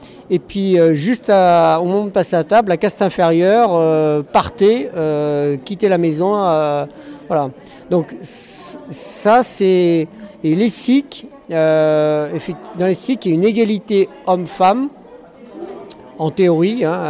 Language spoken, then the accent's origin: French; France; des Pyrénées, ma mère était de Grenoble, des Alpes, voilà, je suis complètement français malgré que j'ai beaucoup voyagé.